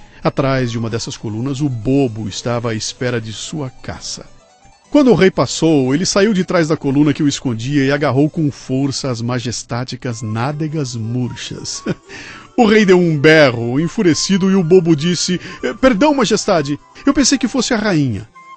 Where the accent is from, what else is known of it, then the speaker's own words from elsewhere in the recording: Minas Gerais, Brazil; me lembrei com saudade da minha infância em Minas.